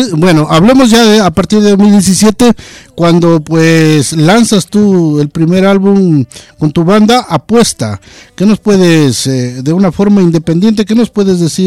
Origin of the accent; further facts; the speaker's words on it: Ecuador; moved away; Pues, a ver, yo soy de Ecuador. Yo estoy por acá muchos años